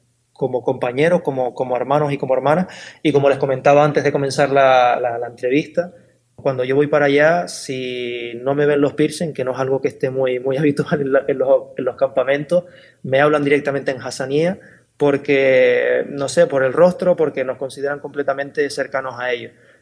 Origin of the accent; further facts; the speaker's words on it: Canary Islands, Spain; como canarios y como canarias que somos, reivindicar que somos africanas